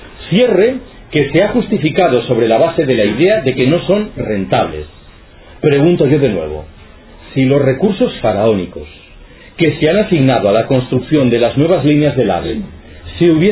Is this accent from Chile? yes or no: no; Galicia, Spain; Yo soy gallego.